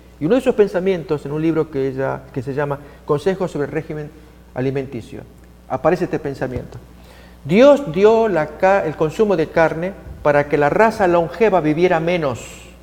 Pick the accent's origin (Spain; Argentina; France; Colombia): Argentina; yo siendo argentino, llego a este lugar no acostumbrado al picante, al chile, al chiloso